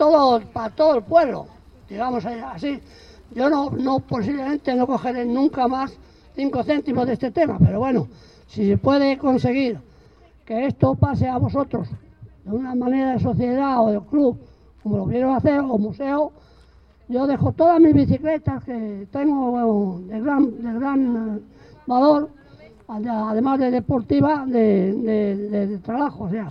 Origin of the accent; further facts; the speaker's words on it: Community of Madrid, Spain; estoy en un lugar que es mi nacimiento, mi pueblo